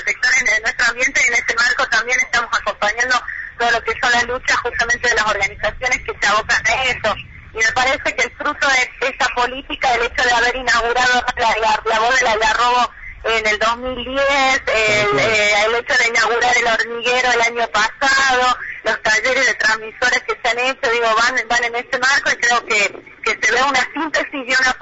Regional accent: La Rioja, Argentina; todo el acompañamiento que hemos estado recibiendo como riojanos de todos los distintos puntos del país

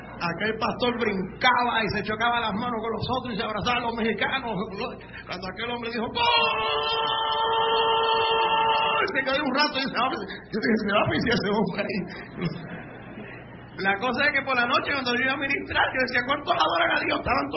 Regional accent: Puerto Rico; yo era el único puertorriqueño

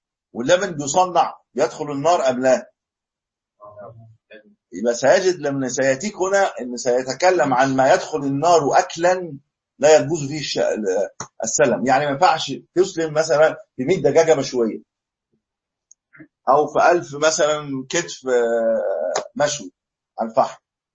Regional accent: Egypt; يعني ما مش عندنا في مصر

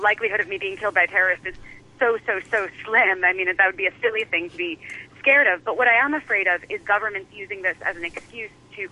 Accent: United States; I mean, I'm an American, so that's where my focus is.

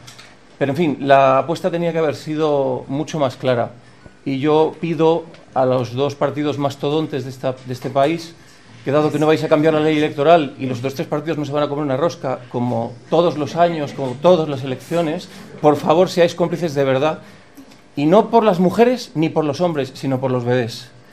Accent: Pina, Aragon, Spain; Está muy bien lo que planteáis en Pina, yo soy de Pina y lo apoyo.

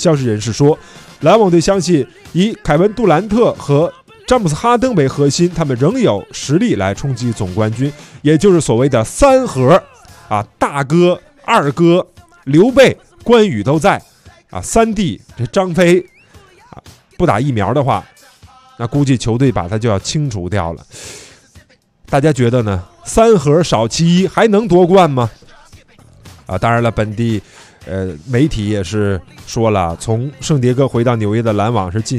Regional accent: China; 我们中国人讲究说，哎，属牛的特别倔

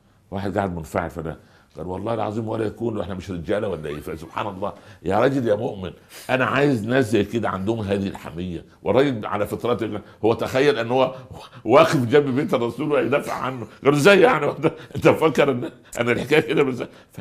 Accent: Upper Egypt, Egypt; حصلت عندنا في الصعيد. في قريه جنبنا

